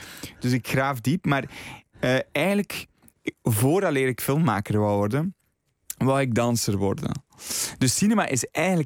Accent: Flanders, Belgium; Ik ben zelf opgegroeid op het Vlaamse platteland.

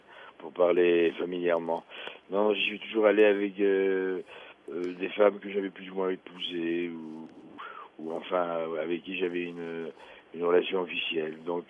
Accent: Algeria; Quand j'étais petit en Algérie, je pensais que la France était bâtie en bois

